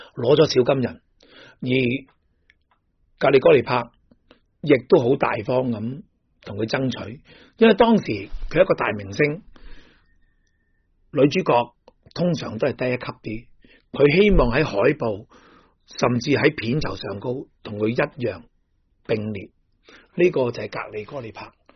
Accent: Hong Kong; 即系我哋香港人亦叫做金枝玉叶。

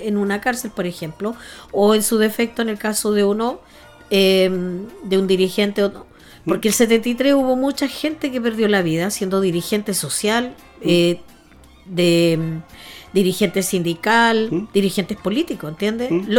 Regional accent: Concepción, Biobío, Chile; Soy de Chile. Soy chilena, soy de Concepción, de Pedro del Río.

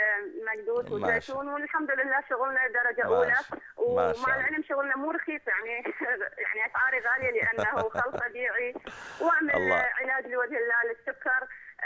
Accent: Iraq; أنا امرأة من العراق، كنت أعمل بالتجارة

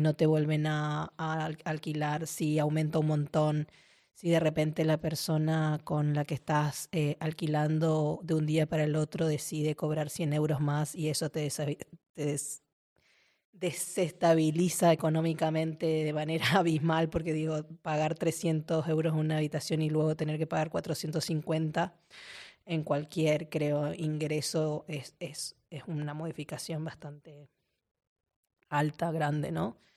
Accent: Argentina; now in Barcelona, Spain; yo vengo de Argentina y en Argentina por lo menos tenés la posibilidad de alquilar dos años

